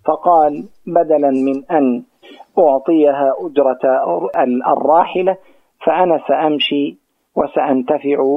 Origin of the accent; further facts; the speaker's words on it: Gaza, Gaza Strip, Palestine; عندنا في غزة خطأ جسيم